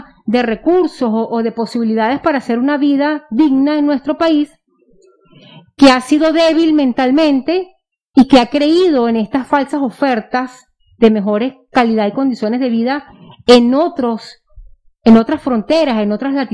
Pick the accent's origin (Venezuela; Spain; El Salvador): Venezuela; nuestra corresponsabilidad como ciudadano venezolano